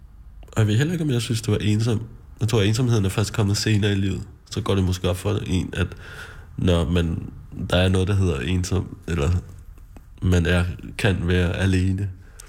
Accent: Charlottenlund, Capital Region of Denmark, Denmark; Ja, jeg voksede op i Charlottenlund, lidt nord for København.

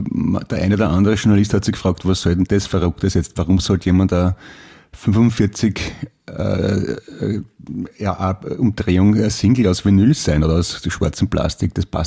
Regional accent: Vienna, Austria; man kennt es als Wiener. Als Wienerin.

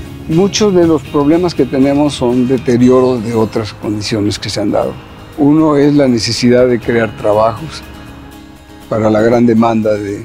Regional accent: Mexico City, Mexico; Mi familia arribó a la frontera, originalmente somos de México, la capital.

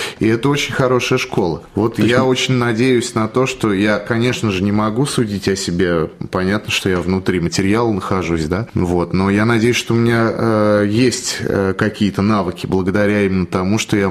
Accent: Nizhny Novgorod, Nizhny Novgorod Oblast, Russia; born there; я родился в Нижнем Новгороде, так что можно сказать, что почти земляк.

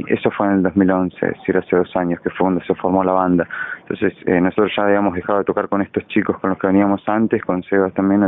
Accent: Garín, Buenos Aires Province, Argentina; Yo soy de Garín, Escobar está muy cerca de ahí

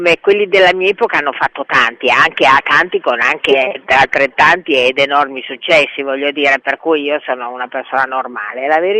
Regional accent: Bologna, Emilia-Romagna, Italy; moved away as an adult; now in Milan, Italy; La mia famiglia d'origine era un padre toscano e una madre lombarda di Como. E sono nata a Bologna, dove ho vissuto 20 anni, e poi mi sono trasferita a Milano perché mi sembrava che Milano nel 1961 fosse una terra di occasioni

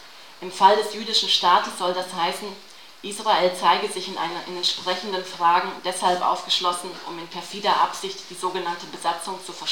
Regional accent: Bosnia & Herzegovina; also ich selber bin ja aus Bosnien, wo ja der Islam auch eine tragende Religion ist.

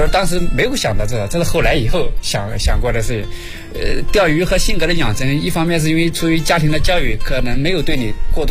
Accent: Henan, China; 小的时候我家里在大山里嘛，因为我老家是河南的嘛

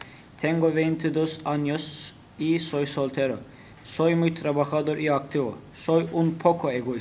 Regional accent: Iskenderun, Hatay, Turkey; first language Turkish; Spanish is a second language; now in Sarıyer, Turkey; Soy de Skanderun, pero ahora vivo en Sarriar porque soy estudiante en la Universidad de Koç y estudié ingeniería. Tengo 22 años

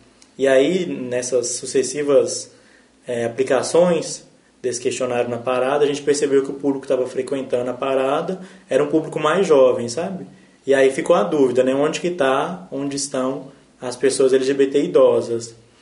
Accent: Belo Horizonte, Minas Gerais, Brazil; tenho 22 anos. Eu nasci aqui no Barreiro, né? Na verdade, nasci aqui no Júlio Kubitschek, no sábado, no dia 2 de outubro.

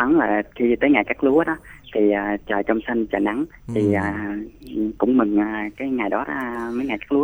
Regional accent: Cái Bè, Tiền Giang, Vietnam; em đến từ huyện Cái Bè của tỉnh Tiền Giang đó

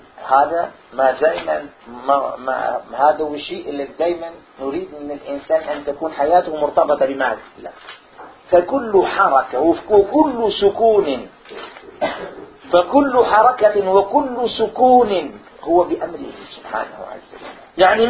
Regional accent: Morocco; أنا مغربية

